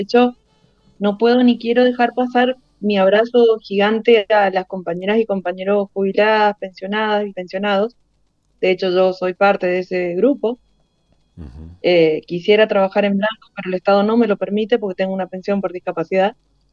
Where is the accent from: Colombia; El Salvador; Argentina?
Argentina; San Martín, Mendoza; Sí, yo soy esteña, soy de San Martín.